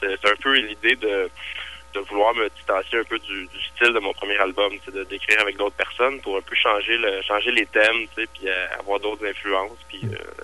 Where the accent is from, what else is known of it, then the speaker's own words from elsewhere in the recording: Quebec, Canada; vu que je suis québécois puis que je suis francophone